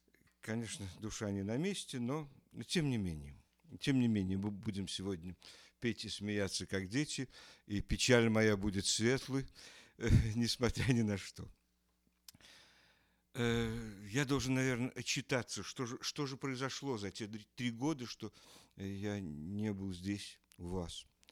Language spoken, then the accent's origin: Russian; Kyiv, Ukraine; Я киевлянин, вы понимаете.